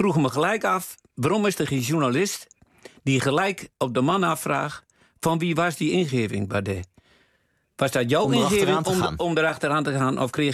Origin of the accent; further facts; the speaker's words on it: Netherlands; Wij zijn Nederlanders